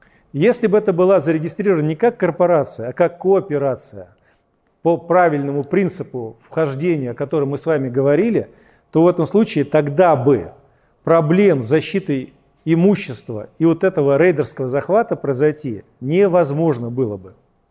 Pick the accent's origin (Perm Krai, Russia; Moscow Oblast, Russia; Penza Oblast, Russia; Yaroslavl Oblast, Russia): Moscow Oblast, Russia; мой муж, свадьба у нас, и мы сюда переехали, он здесь вот работает. А так вообще-то я из Подмосковья.